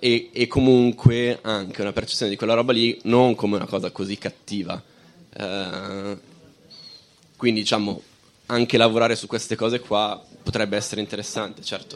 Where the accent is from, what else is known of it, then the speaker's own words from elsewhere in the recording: Lombardy, Italy; anch'io vengo dalla provincia di Varese e ho seguito, diciamo, tutto quello che possono essere delle lotte antimilitariste nel territorio